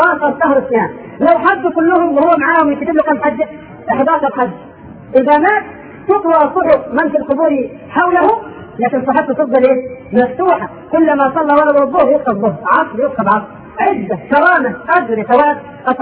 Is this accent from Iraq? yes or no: no; Upper Egypt, Egypt; في بعض المناطق في الصعيد عندنا في مصر